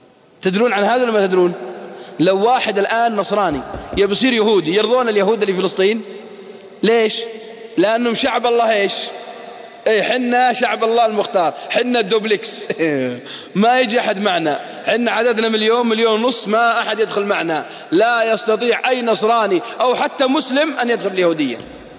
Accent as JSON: {"language": "Arabic", "country": "Saudi Arabia", "said": "واحد شاب عصى عندنا بالسعودية"}